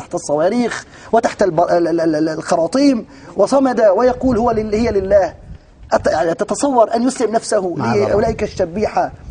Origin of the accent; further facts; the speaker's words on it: Aleppo, Aleppo Governorate, Syria; نحن أبناء حلب